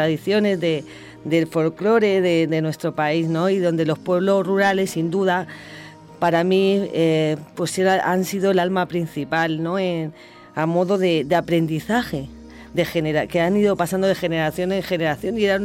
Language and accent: Spanish; Huerta Pelayo, Castilla-La Mancha, Spain; debido pues a mi pueblo, bueno, mi pueblo Huerta Pelayo, a este pequeño pueblo de la Sierra de Guadalajara